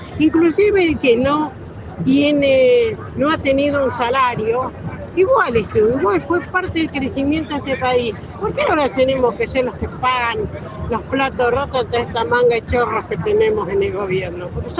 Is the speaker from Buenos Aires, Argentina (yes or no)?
no; Neuquén, Argentina; De Neuquén, y allá también tenemos la misma bandera de insurgente